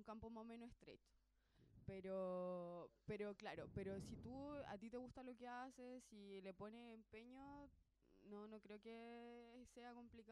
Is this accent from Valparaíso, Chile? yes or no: yes; San Antonio, Valparaíso, Chile; Nosotros, bueno, la mayoría somos de acá, de la quinta región. De Villa Alemana, otro de Casablanca, yo en lo personal de San Antonio, mi compañera de Viña.